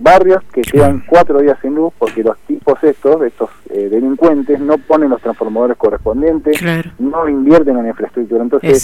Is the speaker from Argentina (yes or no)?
yes; Moreno, Buenos Aires Province, Argentina; Yo soy de Moreno